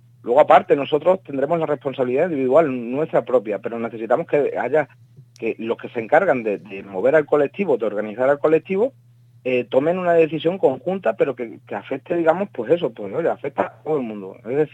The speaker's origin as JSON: {"language": "Spanish", "town": "Fuenlabrada", "region": "Community of Madrid", "country": "Spain", "said": "yo soy de Fuenlabrada, me han confinado"}